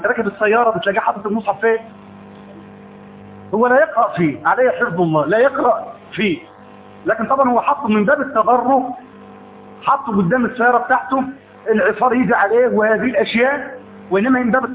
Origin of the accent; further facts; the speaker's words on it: Egypt; ليس عندنا إماء في مصر؟